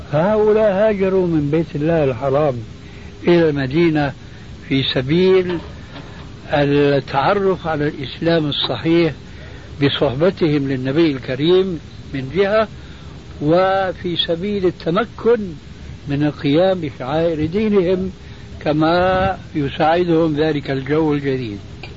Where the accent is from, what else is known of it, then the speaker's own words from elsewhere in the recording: Syria; عندنا في سوريا تعلمون جميعا أنها كانت بلاد الرومان